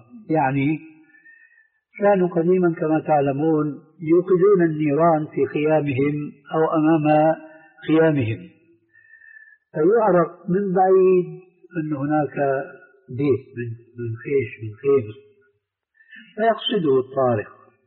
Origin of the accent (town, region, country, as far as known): Syria